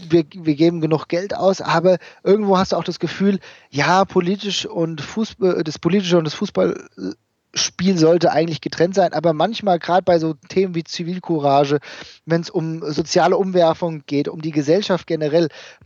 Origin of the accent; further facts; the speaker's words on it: Hesse, Germany; die leider verstorbene Studentin aus Gelnhausen, …, wir kommen da ja aus der Gegend her